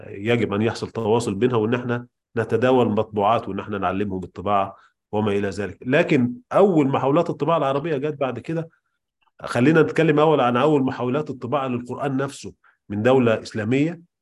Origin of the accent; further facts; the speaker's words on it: Egypt; وبدأوا تكوين أول مطبعة عندنا في مصر